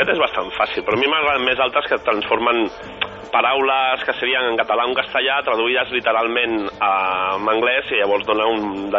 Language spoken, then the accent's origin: Catalan; Barcelona, Catalonia, Spain; Que som de Gràcia. Els dos que ho hem muntat són de Gràcia.